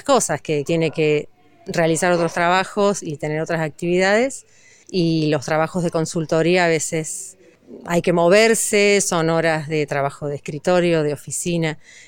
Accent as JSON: {"language": "Spanish", "town": "Capilla del Monte", "region": "Córdoba", "country": "Argentina", "tie": "born or raised there", "said": "Soy nacida y criada en Capilla del Monte"}